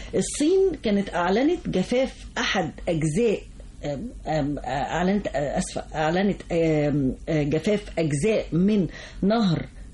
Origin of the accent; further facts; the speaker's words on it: Egypt; الانسان لازم فعلا كمصريين طبعا احنا احنا طبعا كشعب مصري